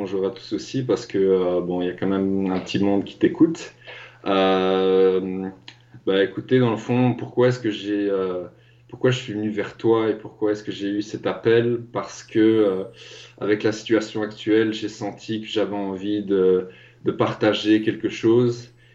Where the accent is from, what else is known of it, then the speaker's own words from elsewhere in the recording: Belgium; il a fallu, en fait, concrètement, que mon père me renvoie dans mon pays d'origine, parce que je dois dire que j'étais en Afrique. Et donc, il m'a ramené dans mon pays d'origine en Belgique.